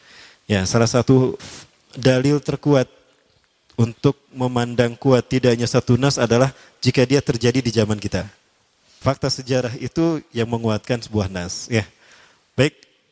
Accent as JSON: {"language": "Indonesian", "town": "Bandung", "region": "West Java", "country": "Indonesia", "tie": "born there", "said": "Kayak saya lahir di Bandung, Al-Bandungi."}